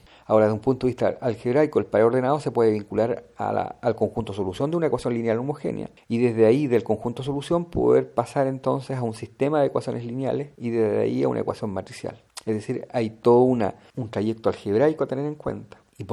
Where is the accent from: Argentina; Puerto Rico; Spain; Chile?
Chile; Lota, Biobío; algunas imágenes de mi ciudad natal, Lota, octava región Chile